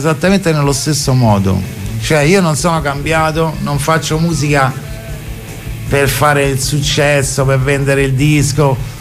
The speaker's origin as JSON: {"language": "Italian", "town": "Rome", "region": "Lazio", "country": "Italy", "said": "noi devi calcolare che avevamo 17-18 anni, veniamo anche da quartieri popolari, perché io sono di Testaccio"}